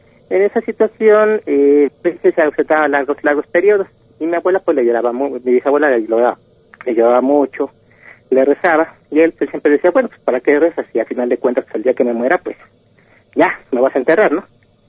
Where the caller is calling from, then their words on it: State of Mexico, Mexico; Mira, hablo aquí de Zabalcoyos, del Estado de México.